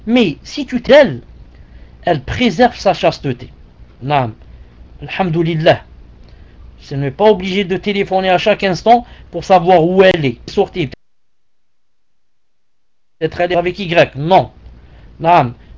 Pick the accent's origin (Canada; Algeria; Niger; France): Algeria; je l'ai remarqué chez nous en Algérie, jamais on avait besoin de climatiseur.